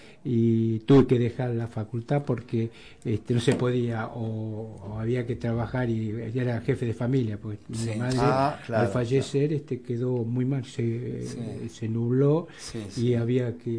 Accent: Caseros, Buenos Aires Province, Argentina; Cuando nací yo, al año, mi papá se va a Caseros, Así que yo tengo 74 años de casero, caserino. Partido 3 de febrero. Ahí es mi lugar

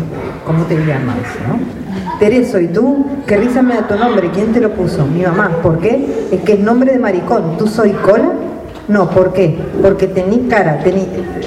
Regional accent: Argentina; Yo soy argentina

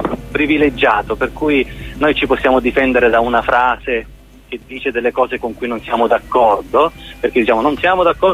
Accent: Sicily, Italy; moved away as an adult; io essendo nato in Sicilia, vissuto fino a 30 anni in Sicilia

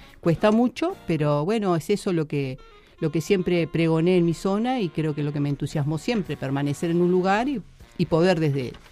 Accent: Uruguay; Siempre me sentí locataria, amo mi barrio. Tuve oportunidades de emigrar, como muchos uruguayos han emigrado, pero siempre decidí quedarme

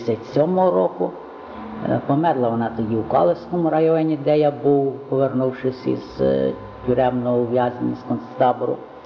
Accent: Sadzhavka, Ivano-Frankivsk Oblast, Ukraine; Народився в селі Саджовці, це Надвернянського району, на межі Гуцульщини, село моє над Прутом. Батьки мої селяни, в даній місцевості вони були відомі українські патріоти.

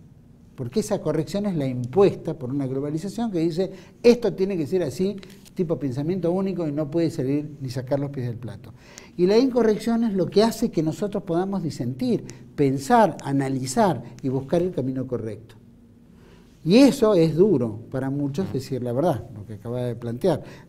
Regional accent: Argentina; nosotros no tenemos que tener miedos tampoco como argentinos en avanzar por la patria

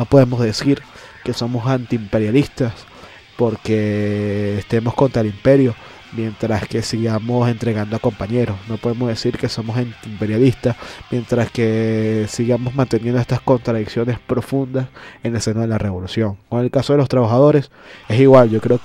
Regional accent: Venezuela; Nosotros como venezolanos, como jóvenes bolivarianos, hacemos un llamado de reflexión al gobierno de nuestro país

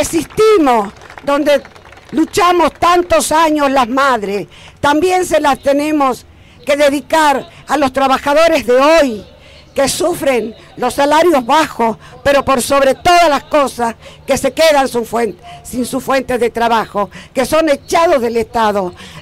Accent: Tucumán, Argentina; como yo soy de Tucumán, voy a traer una pequeña referencia histórica

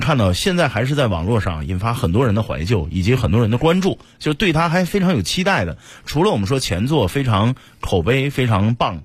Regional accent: China

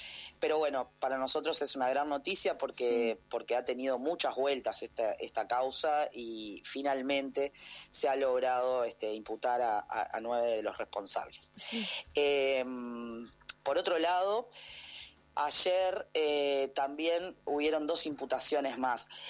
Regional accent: Uruguay; y realmente en mi país en este momento está pasando montones de cosas.

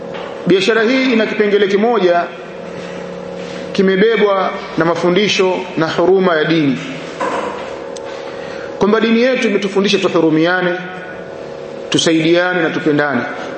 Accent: Tabora, Tanzania; kule kwetu Tabora

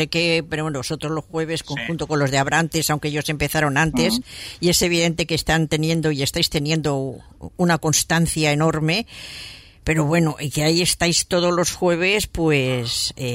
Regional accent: Madrid, Community of Madrid, Spain; Sí, bueno, yo también soy de barrio, ¿eh? Yo soy de Carabanchel, o sea que...

